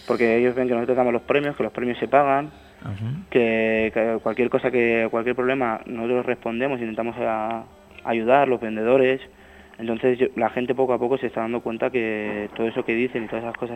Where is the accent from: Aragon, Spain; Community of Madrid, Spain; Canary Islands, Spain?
Community of Madrid, Spain; Madrid; Yo soy de Madrid y yo aquí, pues ya te digo, pocos pueblos conozco.